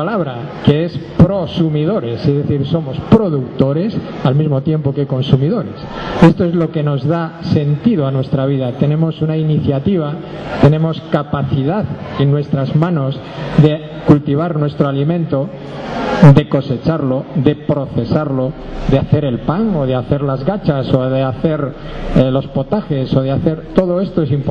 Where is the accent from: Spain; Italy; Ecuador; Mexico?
Spain; Galicia; Vengo de Galicia, he participado en diferentes grupos de semillas.